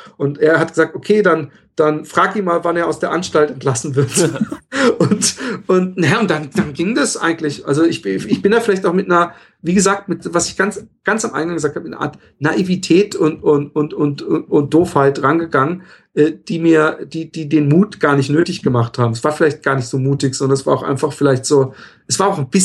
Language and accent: German; Germany; now in Netherlands; und das als Deutscher in Holland, politisch hochgesandt.